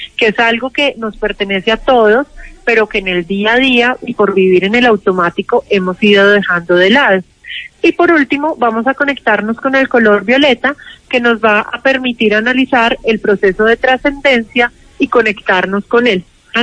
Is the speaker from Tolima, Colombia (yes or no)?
no; Manizales, Caldas, Colombia; Yo soy de Manizales.